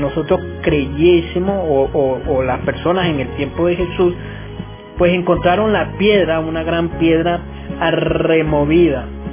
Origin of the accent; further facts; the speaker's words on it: Venezuela; con nuestro sabor, con nuestra alegría como venezolanos